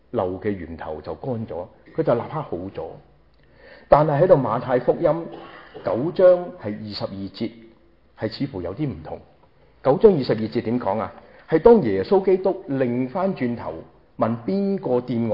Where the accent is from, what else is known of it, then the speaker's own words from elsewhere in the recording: Guangdong, China; 学我们广东人话斋